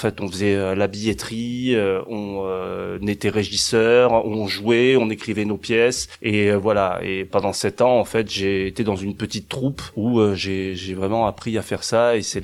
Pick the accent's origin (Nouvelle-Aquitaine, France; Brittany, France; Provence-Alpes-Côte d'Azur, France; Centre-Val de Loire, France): Provence-Alpes-Côte d'Azur, France; Marseille; Moi, je suis marseillais d'origine, donc j'allais beaucoup au théâtre de la Criée à Marseille quand j'étais petit.